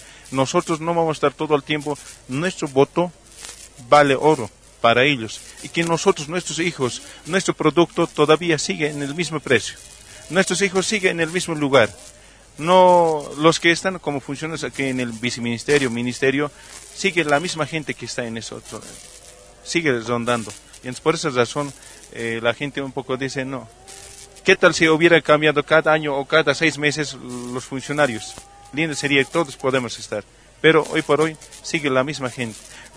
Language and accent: Spanish; Carabuco, La Paz, Bolivia; yo soy del municipio de Carabuco